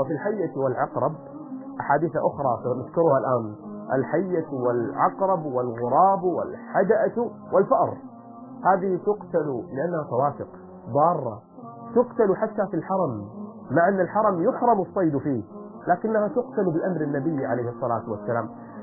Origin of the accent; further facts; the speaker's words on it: Kuwait; accent: Kuwaiti; أو إحنا بلهجتنا الكويتية نسميه البراعصي